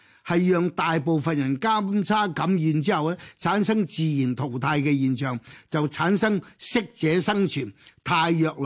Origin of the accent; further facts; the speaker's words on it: Hong Kong; 你睇下我哋中國人，我哋香港講嘅係點樣樣去幫助啲老人家